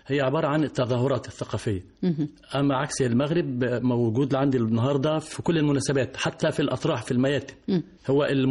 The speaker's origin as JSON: {"language": "Arabic", "country": "Egypt", "said": "عندنا في مصر تكثر استخدام الآلات الموسيقية"}